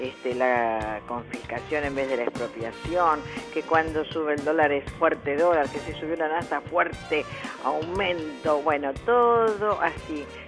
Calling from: Olivos, Buenos Aires Province, Argentina; acá de Olivos. Te quería decir que es una mentira todo lo que dice

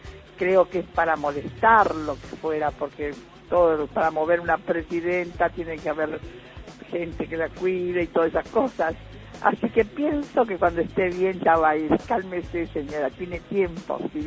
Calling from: Agronomía, Buenos Aires, Argentina; de Agronomía.

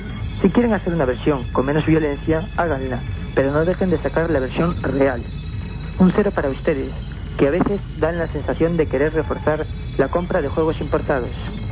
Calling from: Vigo, Galicia, Spain

